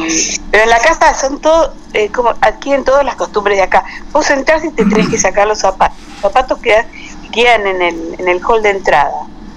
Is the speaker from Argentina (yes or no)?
yes; Argentina; Y yo soy argentina, ¿viste?